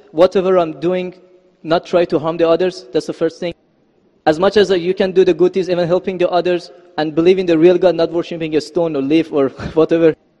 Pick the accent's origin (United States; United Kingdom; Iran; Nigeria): Iran; English is a second language; and I come from Iran, not Iraq. Iran, the old name Persia. So I come from a religious family. My family are Muslim